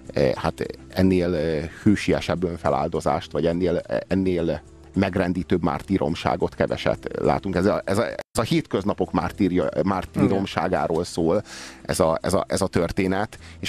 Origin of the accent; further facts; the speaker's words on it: Romania; én ott nőttem fel, mármint Romániában, a Ceausescu érában.